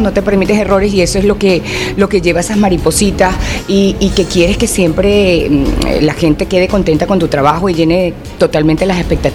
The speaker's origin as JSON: {"language": "Spanish", "region": "Lara", "country": "Venezuela", "said": "Yo, a pesar de que quiero mucho al Zulia, pues soy de parte de Occidente, pero de Lara, un poquito más allá."}